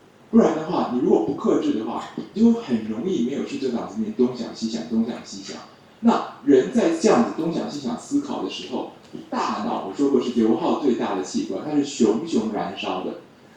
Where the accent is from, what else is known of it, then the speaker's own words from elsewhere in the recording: China; 我们中国人觉得很像一个草木发芽的样子